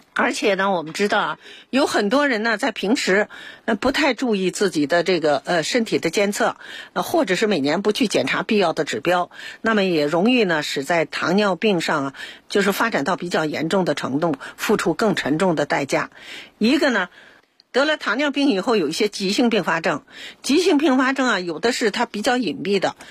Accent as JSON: {"language": "Chinese", "country": "China"}